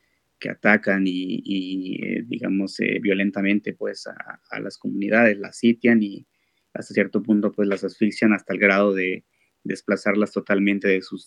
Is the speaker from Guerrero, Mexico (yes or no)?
yes; Guerrero, Mexico; yo vengo del estado de Guerrero, lo que es el sur, en el sur de México.